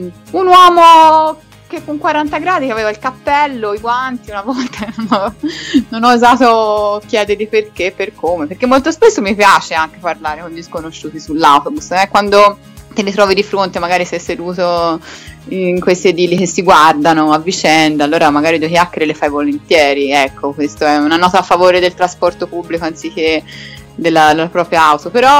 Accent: Florence, Tuscany, Italy; da buona fiorentina preferisco il mio mezzo privato

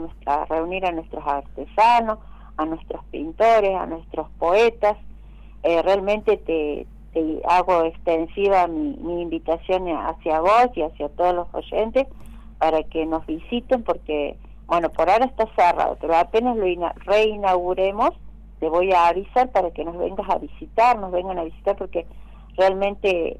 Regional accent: Buenos Aires, Argentina; now in La Dormida, Argentina; No soy de La Dormida, no soy nacida ni criada acá. Mis raíces son de Buenos Aires, claro.

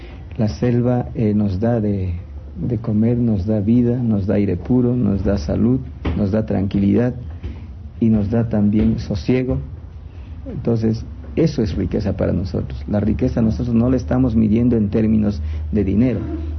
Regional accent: Sarayacu, Pastaza, Ecuador; Yo soy de Sarayacu, crecí en Sarayacu, nací en Sarayacu

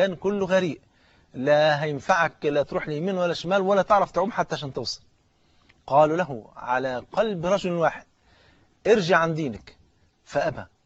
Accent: Egypt; احنا ممكن نكون بعد ساعتين يكون الافطار عندنا في مصر هنا

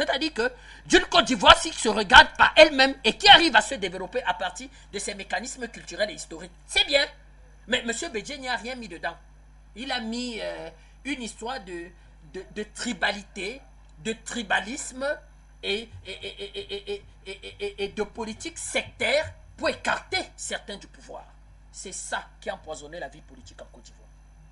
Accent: Cameroon; Je suis Camerounais. J'ai jamais été au Burkina Faso.

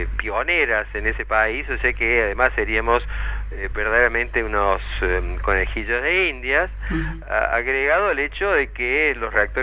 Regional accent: Córdoba, Argentina; Solo quiero aclararte que en realidad soy de Córdoba. Integro el MARA desde FUNAM, que es la Fundación para Defensa del Ambiente, pero estamos en Córdoba.

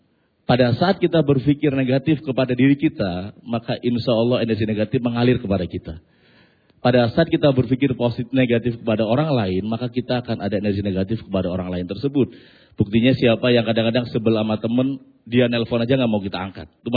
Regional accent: Losari, Central Java, Indonesia; kampung saya itu perbatasan Cirebon Brebes, jadi lebih ke Losari Brebes.

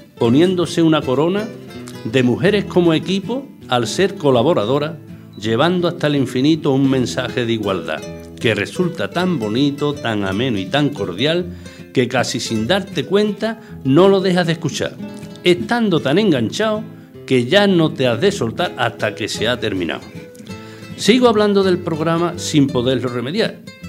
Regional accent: Villanueva del Rey, Andalusia, Spain; also born or lived in Écija; Mi padre era agricultor... que yo me he criado en Villanueva de Rey. Me he criado, nací en Écija. Entonces, pues, éramos seis hermanos

